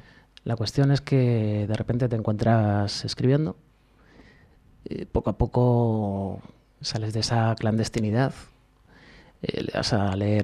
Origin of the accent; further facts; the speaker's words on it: Leganés, Community of Madrid, Spain; Yo soy de Leganés.